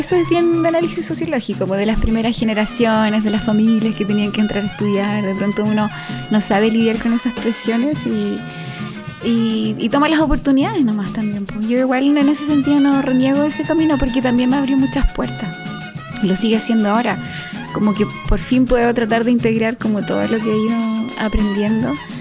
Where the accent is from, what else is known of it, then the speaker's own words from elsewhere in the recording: Santiago, Santiago Metropolitan Region, Chile; Sí, soy santiaguina, de Santiago.